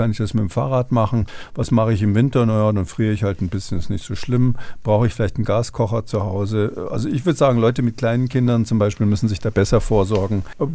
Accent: Munich, Bavaria, Germany; Na, Sie sprechen ja mit einem gebürtigen Münchner

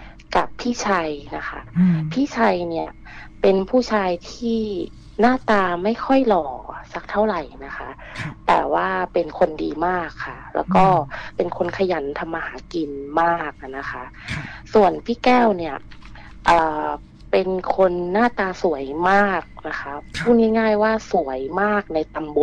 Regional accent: Nakhon Si Thammarat, Thailand; moved away as an adult; also born or lived in Bangkok; now in Phuket, Thailand; หนูเป็นคนนครศรีธรรมราชนะคะบ้านเดียวกับ … เลยค่ะแล้วหนูเนี่ยออกจากนครศรีธรรมราชมาเรียนต่อที่กรุงเทพตอนมหาลัยนะคะแล้วก็เรียนจบก็กลับไปทำงานที่ภูเก็ตค่ะ

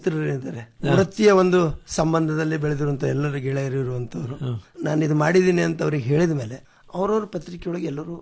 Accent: Muttangi, Karnataka, India; ನಾನು ನಮ್ಮ ಊರಲ್ಲಿ ಬೀದರ್ ಡಿಸ್ಟಿಕ್ ಹುಮನಾಬಾದ್ ತಾಲೂಕು ಅಥವಾ ಚಿಡಗೋಪ ತಾಲೂಕು ಮುತ್ತಂಗಿಯಲ್ಲಿ ಮಾಡಿರುವಂತ ಒಂದು ಮಷೀನ್

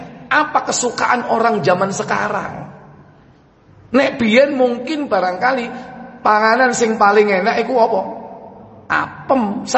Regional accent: Java, Indonesia; Misalnya ada tradisi kita orang Jawa itu suka nganter-nganter makanan menjelang Ramadan.

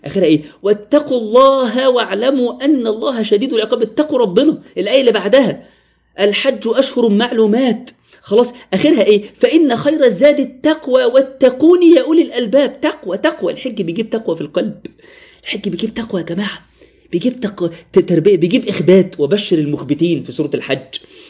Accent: Egypt; واحنا كمصريين عندنا المشكلة دي

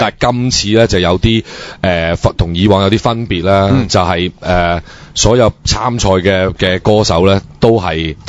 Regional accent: Hong Kong; 但係呢就呢、這个唔知係咪做俾我哋香港人睇啦都

